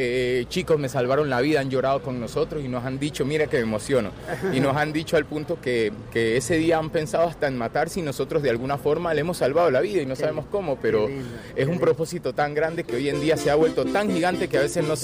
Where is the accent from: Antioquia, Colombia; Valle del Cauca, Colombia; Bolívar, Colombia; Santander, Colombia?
Valle del Cauca, Colombia; Cali; now in Argentina; Yo soy de Colombia, de Cali, mi papá es colombiano, mi mamá es ecuatoriana, mi esposa es de Trenquelauquen, de acá de Argentina.